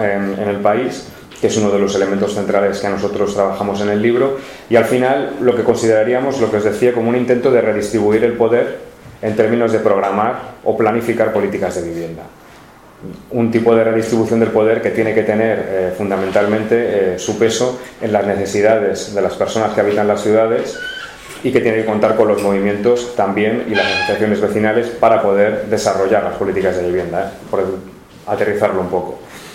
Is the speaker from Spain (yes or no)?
yes; Ciempozuelos, Community of Madrid, Spain; que soy de Ciempozuelos, de un pueblo al sur de Madrid, que tiene muy poquito que ver con las imágenes de Madrid que habitualmente se tienen